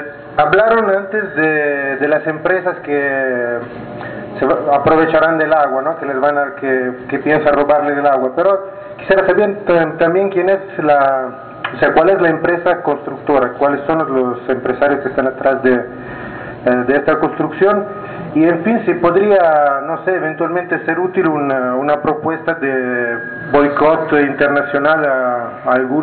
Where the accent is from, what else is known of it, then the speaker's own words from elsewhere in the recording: Italy; yo vengo de Italia y quisiera saber qué pueden hacer los compañeros solidarios de Italia y de Europa para apoyarlos